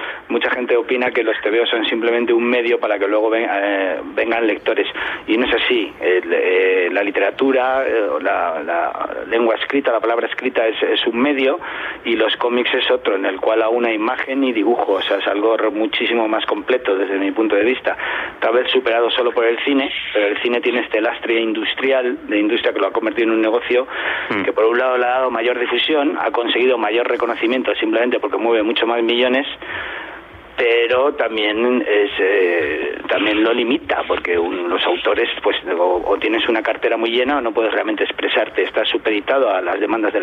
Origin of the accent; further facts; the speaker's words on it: Madrid, Community of Madrid, Spain; En mi adolescencia en Madrid, cuando iba en el metro, que ibas con 18 años